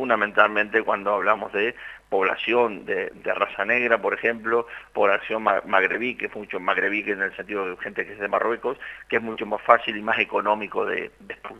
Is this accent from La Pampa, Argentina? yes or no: yes; La Pampa, Argentina; fui a un pueblo de La Pampa, muy pequeño de donde soy